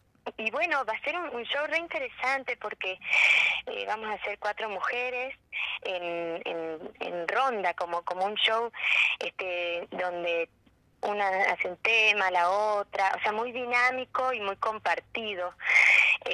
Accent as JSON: {"language": "Spanish", "country": "Argentina", "said": "El folclore es parte nuestro y, bueno, como argentinos también"}